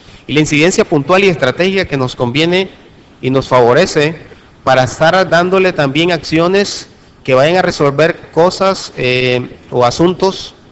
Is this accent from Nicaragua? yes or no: yes; Nicaragua; como buen Nica, somos muy dados a las consignas.